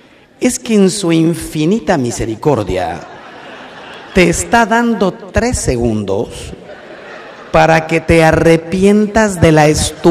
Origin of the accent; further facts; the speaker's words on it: Mexico; si hace el muro, los que salimos ganando somos los mexicanos.